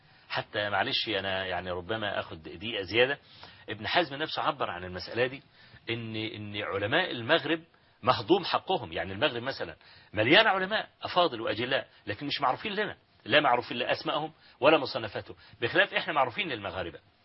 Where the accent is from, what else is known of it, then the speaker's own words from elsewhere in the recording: Hawin, Kafr El Sheikh Governorate, Egypt; مسألة حوين يعني قرية قابعة كده في مركز تبع مركز الرياض في محافظة كفر الشيخ